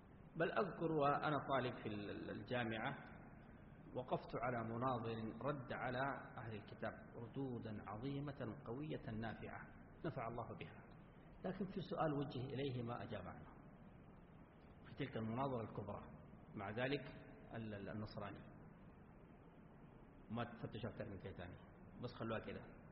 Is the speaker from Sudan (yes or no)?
yes; Sudan; عندنا في السودان،